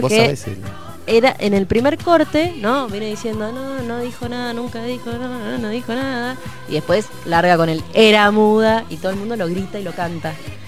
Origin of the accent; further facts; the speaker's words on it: Mendoza, Argentina; Soy mendocino. Como ellos.